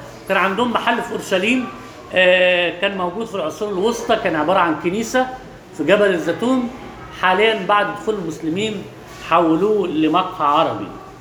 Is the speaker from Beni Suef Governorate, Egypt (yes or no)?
no; Alexandria, Alexandria Governorate, Egypt; ده معروف عندنا في اسكندرية